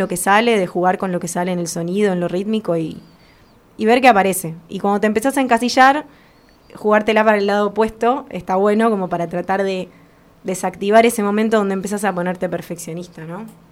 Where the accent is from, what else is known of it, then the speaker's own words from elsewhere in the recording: Argentina; En la cultura general donde vivo, donde soy, acá Argentina